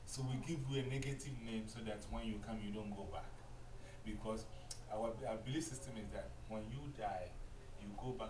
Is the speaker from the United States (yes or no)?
no; Ghana; So if I go with you to Ghana, uh-huh. In my village, the village people are not going to call me